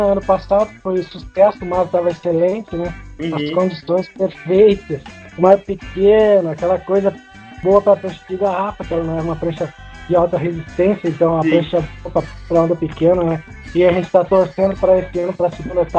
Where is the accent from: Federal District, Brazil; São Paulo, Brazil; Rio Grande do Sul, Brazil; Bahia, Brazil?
Rio Grande do Sul, Brazil; Porto Alegre; eu sou de Porto Alegre aqui.